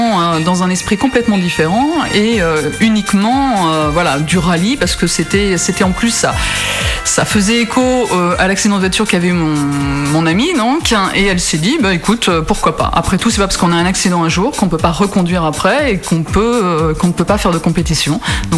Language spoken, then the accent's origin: French; Paris, Île-de-France, France; now in Albi, France; je suis de Paris, je suis descendue à Albi il y a une dizaine d'années